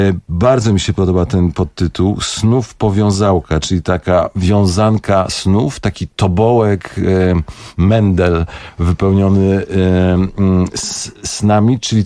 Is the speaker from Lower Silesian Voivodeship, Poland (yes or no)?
yes; Bielawa, Lower Silesian Voivodeship, Poland; born there; I tu rzeczywiście urodziłem się w Bielawie 12 stycznia 1967 roku